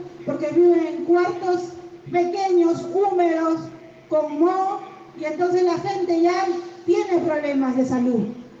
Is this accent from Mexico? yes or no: no; Buenos Aires, Argentina; yo soy de Capital